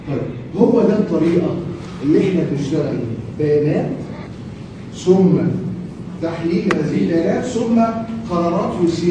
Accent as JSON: {"language": "Arabic", "country": "Egypt", "said": "إحنا عندنا في مصر إن البنك المركزي بيجتمع كل شهر ونص."}